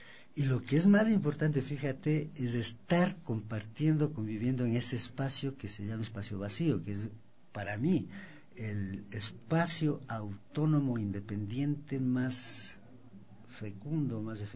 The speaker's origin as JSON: {"language": "Spanish", "country": "Ecuador", "said": "es parte de nuestra identidad como andinos y como ecuatorianos"}